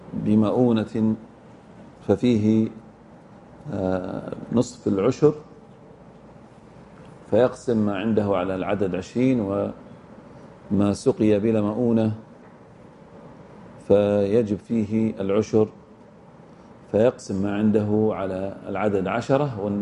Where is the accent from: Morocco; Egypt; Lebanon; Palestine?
Egypt; وحددها العلماء عندنا بمصر والشام والعراق